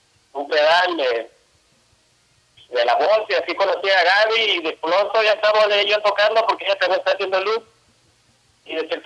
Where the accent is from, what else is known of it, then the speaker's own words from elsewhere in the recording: San José del Cabo, Baja California Sur, Mexico; también soy de aquí de San José del Cabo, y pues nada, aquí andamos con todo.